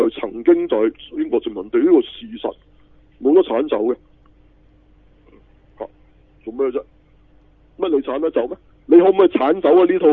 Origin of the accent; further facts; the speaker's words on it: China; 我係中國人嚟嘅、啊、又唔大隻，又唔高大，係嘛？